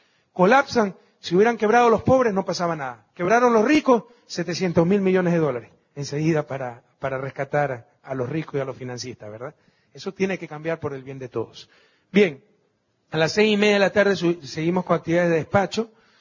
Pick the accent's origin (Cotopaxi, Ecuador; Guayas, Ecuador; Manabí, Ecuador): Guayas, Ecuador; now in Quito, Ecuador; los martes le estamos destinando al puerto principal, mi ciudad natal.